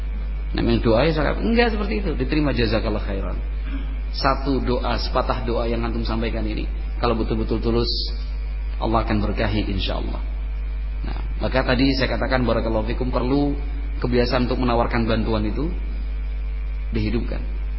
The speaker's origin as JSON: {"language": "Indonesian", "region": "Java", "country": "Indonesia", "said": "kalau kita orang Jawa itu atau watak kita dan karakter orang Indonesia itu malu, sungkan"}